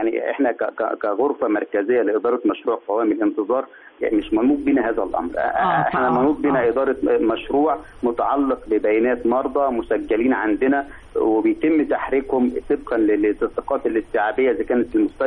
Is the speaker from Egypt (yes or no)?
yes; Egypt; احنا بنقول ان اي طفل عندنا في مصر مؤمن عليه